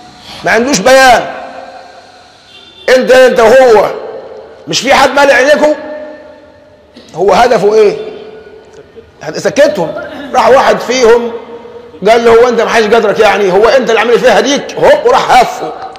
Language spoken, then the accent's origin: Arabic; Egypt; ولذلك عندنا كمصريين دمنا خفيف